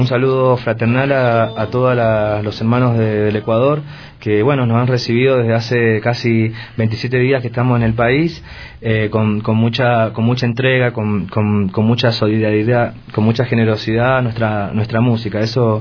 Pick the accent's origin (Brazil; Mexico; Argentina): Argentina; Cuyo; nosotros venimos de la región de Cuyo. La región de Cuyo viene siendo... Argentina se divide en diversas regiones